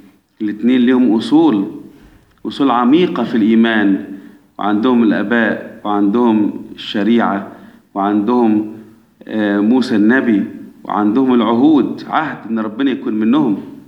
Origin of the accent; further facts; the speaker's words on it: Egypt; احنا كمصريين اولاد مين من احفاد نوح؟ اولاد مصرايم.